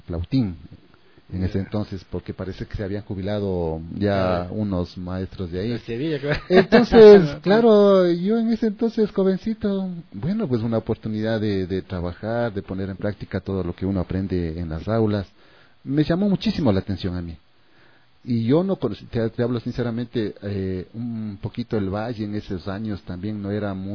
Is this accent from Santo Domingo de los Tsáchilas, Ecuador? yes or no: no; San Pedro de Taboada, Pichincha, Ecuador; yo no soy de Amaguaña, yo soy de San Pedro de Tabuada